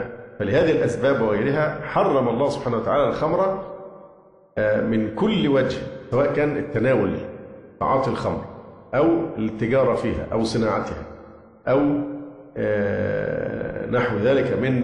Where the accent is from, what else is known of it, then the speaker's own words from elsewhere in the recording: Upper Egypt, Egypt; وما يحدث عندنا في الصعيد